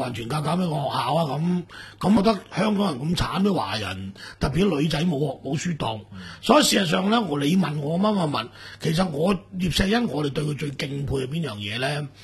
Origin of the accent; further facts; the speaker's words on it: Guangdong, China; 即系作为我哋广东人咧，就认为80岁以上少丧